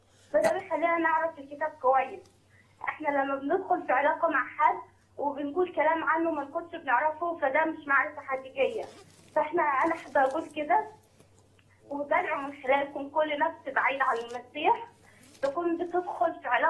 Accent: Asyut, Asyut Governorate, Egypt; أصلا من أسيوط كبلد بعيد عن التجربة

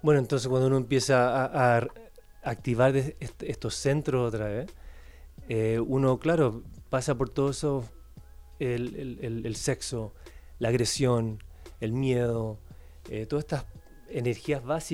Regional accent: California, United States; Soy de los Estados Unidos, por si acaso, de California, viví mucho tiempo ahí.

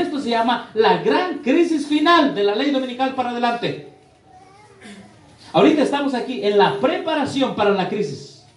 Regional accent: Tlahuelilpan, Hidalgo, Mexico; ¿Qué pasó allá en mi pueblo? ¿En Hidalgo? ¿En Tlahuelilpan?

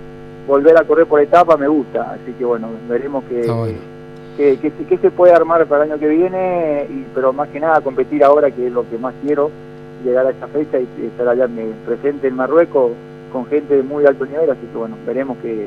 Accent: General Alvear, Mendoza, Argentina; representar de la mejor manera a lo que hizo Argentina, Mendoza, como siempre, y a mi pueblo natal, que es el General Alvear

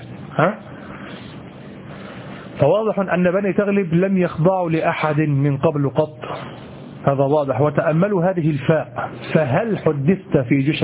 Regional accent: Egypt; وهذه عندنا في مصر قاتلة، أن تضرب أحدا على قفاه هذا ثأر

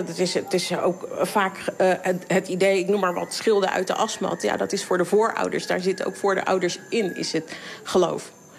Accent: Papua, Indonesia; mijn moeder is hier in 58 gekomen. Zo lang zijn we hier. Als iemand, niemand weet dat ik een Papoea ben, dat raadt niemand. Als ik het vertel, dan weten ze nog niet wat dat is en waar ik vandaan kom.

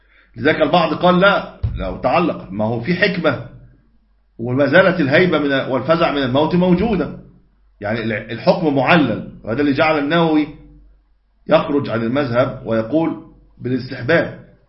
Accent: Egypt; ودي موجودة طبعا عندنا في مصر

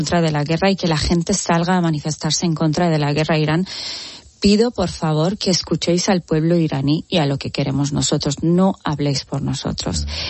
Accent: Spain; estoy muy enfadada como ciudadana española

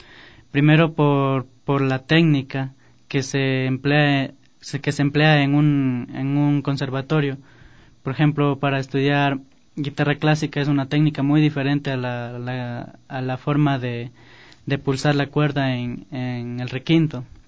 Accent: Santa Elena, Ecuador; now in Quito, Ecuador; nos vinimos a vivir acá a la capital para justamente mejorar nuestro arte. Porque, como dije, somos de Santa Elena.

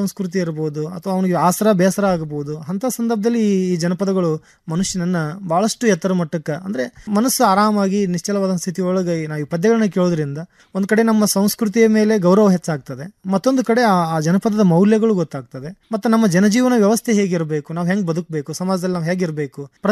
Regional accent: Savadi, Karnataka, India; ಈ ನಮ್ಮೂರು ಮೂಲತಃ ಗದಗ ಜಿಲ್ಲೆ ಇರುವಂತಹ ಅಲ್ಲಿ ಸವಡಿ ಆಗಿರೋದ್ರಿಂದ

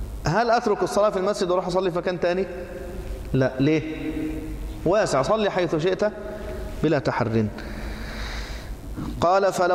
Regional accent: Egypt; وأنا مصري

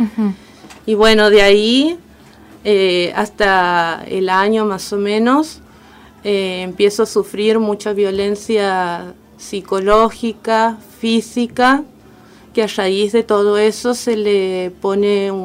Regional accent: Santiago del Estero, Argentina; now in Escobar, Argentina; Sí, bueno, soy de Santiago del Estero. Estoy viviendo aquí en Escobar hace un año y medio.

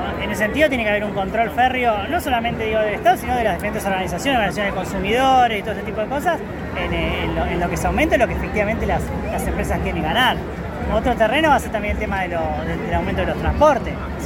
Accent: Buenos Aires, Argentina; La mayoría somos acá de Ciudad de Buenos Aires, que es Buenos Aires.

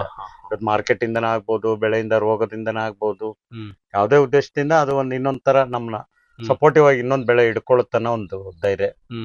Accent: Dambralli, Karnataka, India; ಡಂಬ್ರಳ್ಳಿ sir.

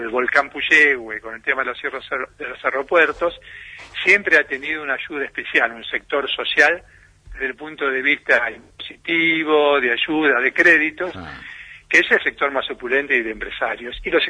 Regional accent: Buenos Aires, Argentina; now in Bariloche, Argentina; yo hace 40 años que vine de Buenos Aires, ¿no? Y realmente me siento, obviamente, más rionegrino y barilochense

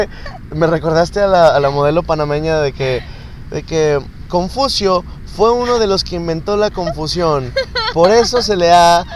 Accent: Nuevo León, Mexico; nuestra genética viene de esta tierra, por lo cual somos mexicanos. Somos Nuevo Leoneses

